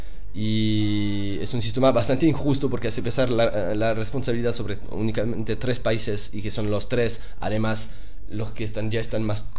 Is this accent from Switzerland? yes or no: yes; Switzerland; yo soy suizo, y en mi país está bastante muy criticado, porque Suiza es un país no de entrada